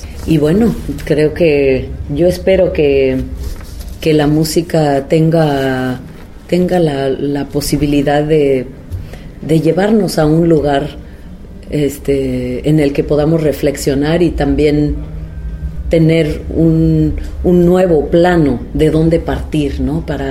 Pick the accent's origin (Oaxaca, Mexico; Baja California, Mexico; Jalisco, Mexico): Oaxaca, Mexico; y también como oaxaqueña, porque creo que como oaxaqueña percibimos la política de una manera distinta, en la que toda la comunidad participa de cierta forma en las decisiones, ¿no?, de nuestra sociedad.